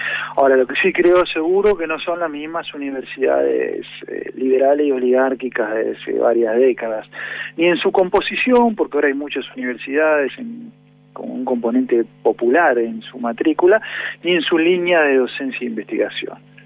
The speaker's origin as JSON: {"language": "Spanish", "country": "Argentina", "said": "como argentino, me da orgullo, y como hombre del pensamiento nacional"}